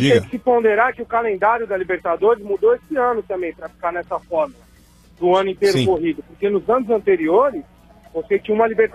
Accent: São Paulo, Brazil; É conterrâneo, porque eu nasci e fui criado na Vila Maria também. Hoje eu moro no Tatuapé

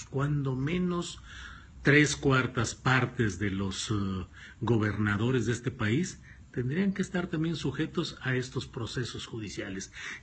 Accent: Coahuila, Mexico; también soy coahuilense.

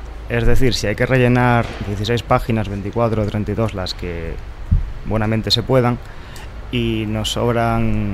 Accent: Spain; Somos españoles, por favor.

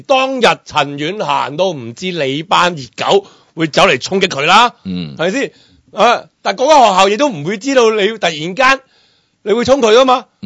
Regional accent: Hong Kong; 由嚟嘅嗰一日开始，你都压鸠紧我哋香港人嘅。

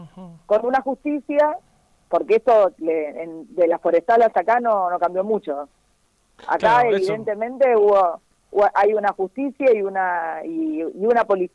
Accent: Rosario, Santa Fe, Argentina; now in Reconquista, Argentina; ambas somos rosarinas, yo ahora estoy en Reconquista, iba y venía de Rosario antes de la pandemia, ahora hace 150 días que estoy acá

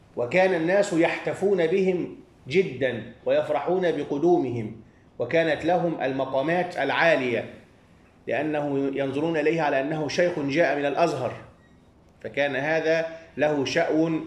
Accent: Egypt; ونحن عندنا في مصر 3 مشهورون

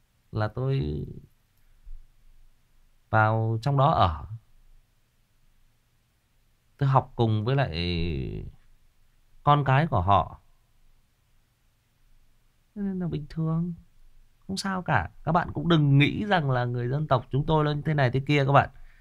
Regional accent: Lai Chau Province, Vietnam; cái gốc của tôi là ở người Kinh ở dưới Hưng Yên cơ. Tại vì tôi lớn lên ở đây với họ mà các bạn.

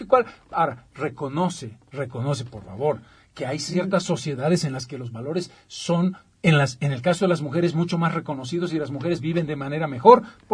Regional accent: Bolivia; yo no soy el men de la película, yo soy boliviano.

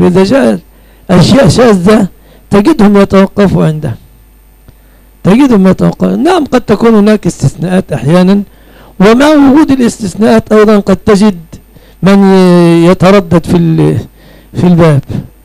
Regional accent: Egypt; أنا كمصريين نفد عليهم أن لا نميز

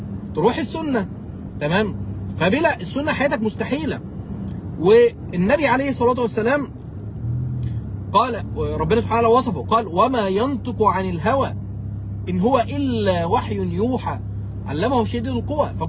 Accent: Mansoura, Dakahlia, Egypt; وشيخ أبو إسحاق الحويني إحنا الاثنين من مصر وإحنا الاثنين عشنا في نفس الزمان، فإذا أكيد اتقابلنا في يوم من الأيام، والشيخ أبو إسحاق جه بلدنا كتير إلى المنصورة وأنا رحت كفر الشيخ،

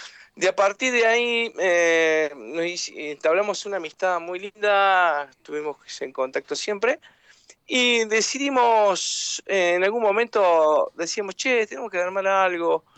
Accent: Río Cuarto, Córdoba, Argentina; de Río Cuarto, Córdoba, acá más al sur de la capital, ¿no?

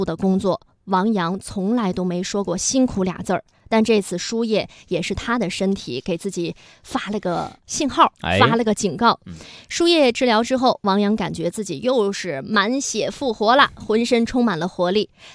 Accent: Shijiazhuang, Hebei, China; 对，是河北省，但我老家是国际庄嘛，石家庄。

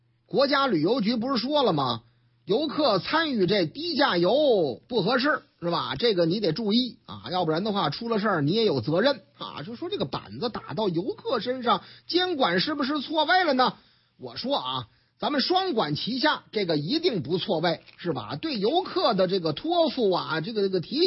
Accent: Shanghai, China; 虽然说我老家上海嘛

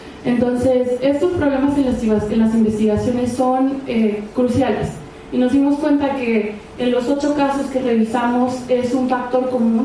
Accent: United States; accent: gringo; Spanish is a second language; A mí también de repente se me sale el acento gringo, entonces ahí disculparán.

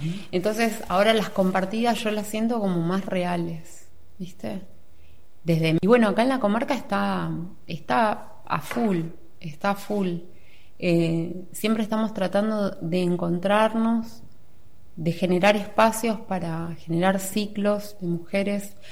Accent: Sipo, Argentina; born there; Sí, allá, que es donde yo nací. Yo nací ahí. Hacía un montón de años que no tocaba en Sipo.

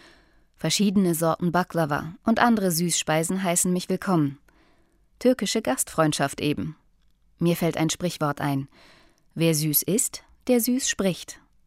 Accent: Bremen, Germany; born there; now in Hamburg, Germany; Schließlich bin ich in Bremen geboren, als Tochter türkischer Einwanderer.

